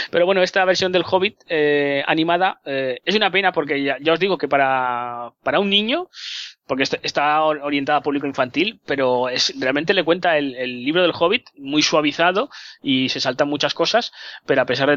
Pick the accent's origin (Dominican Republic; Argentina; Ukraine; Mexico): Ukraine; accent: Ukrainian; Spanish is a second language; Ya lo sé, que tengo un poco de acento ucraniano, pero bueno, intentaré mejorarlo un poco.